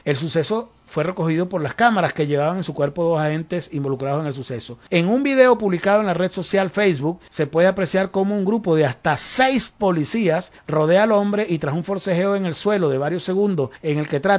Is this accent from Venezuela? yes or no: yes; Venezuela; Yo como venezolano no lo entiendo